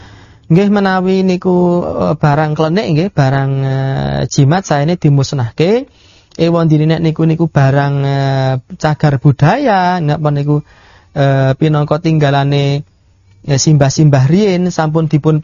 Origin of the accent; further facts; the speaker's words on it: Bayat, Central Java, Indonesia; Kula nggih nderek pitepangan kula saking Bayat hadine ngrat gitu. Bapak kula menika rumiyin hobi jimat. Hobi kuburan lan Islam mambu-mambu kejawen.